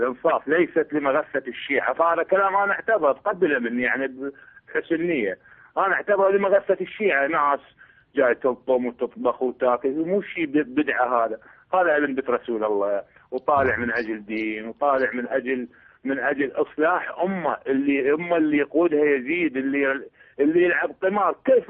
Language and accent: Arabic; Iraq; من العراق وشيعي.